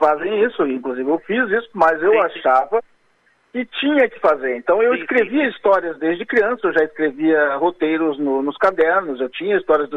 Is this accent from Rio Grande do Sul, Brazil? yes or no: yes; Alvorada, Rio Grande do Sul, Brazil; also born or lived in Porto Alegre; eu me considero um alvoradense exatamente porque eu não tenho lembranças de Porto Alegre. Eu nasci no Hospital Getúlio Vargas, que fica em Porto Alegre. Eu acredito que eu devo ter morado em Porto Alegre, acho que uns 3 aninhos